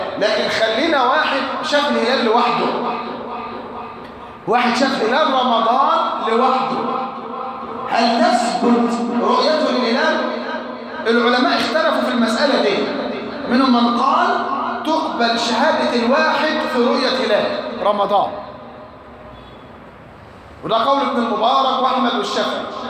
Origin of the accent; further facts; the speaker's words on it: Egypt; وعندنا في مصر ما شافتوش